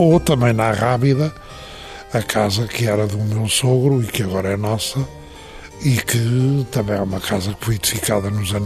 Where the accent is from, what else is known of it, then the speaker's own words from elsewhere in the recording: Lisbon, Portugal; a casa dos meus pais em Lisboa, onde eu nasci, também desapareceu